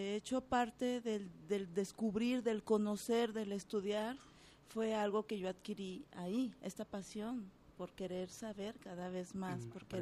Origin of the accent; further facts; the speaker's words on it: Guadalajara, Jalisco, Mexico; born there; Fíjate que yo nací aquí en Guadalajara, en el sector Libertad.